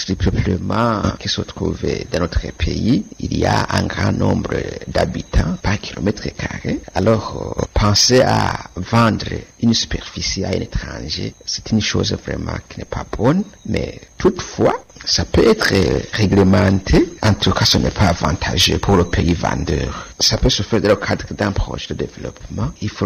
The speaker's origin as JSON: {"language": "French", "country": "Burundi", "said": "alors que chez nous au Burundi, on a connu beaucoup de périodes de conflits."}